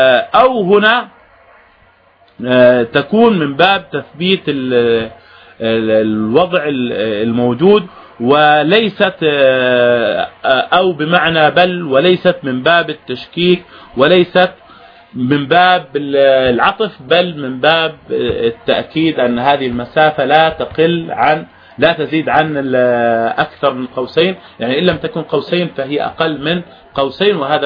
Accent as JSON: {"language": "Arabic", "country": "Jordan", "said": "السدر والنبق والدوم هذا كله يعني معروف عندنا في الأردن"}